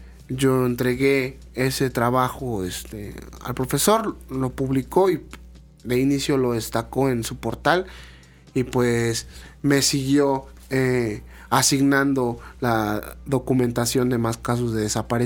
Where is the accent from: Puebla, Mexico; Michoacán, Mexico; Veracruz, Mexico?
Veracruz, Mexico; Río Blanco; precisamente de donde yo soy, de Río Blanco, Veracruz